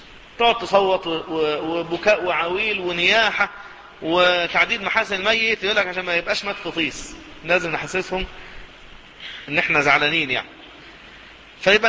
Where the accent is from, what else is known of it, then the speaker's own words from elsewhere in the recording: Cairo, Cairo Governorate, Egypt; حتى في المناطق الشعبية عندنا في القاهرة يكثر هذا